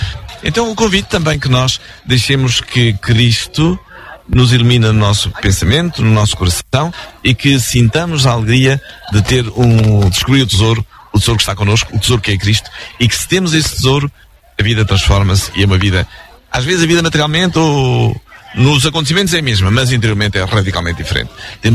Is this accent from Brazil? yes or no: no; Portugal; não só porque somos portugueses